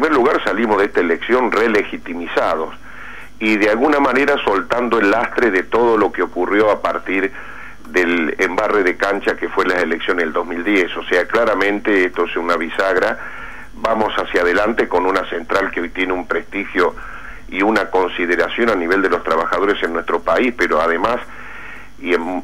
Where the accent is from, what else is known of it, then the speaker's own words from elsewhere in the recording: Río Cuarto, Córdoba, Argentina; El título de ayer en mi pueblo, en Río Cuarto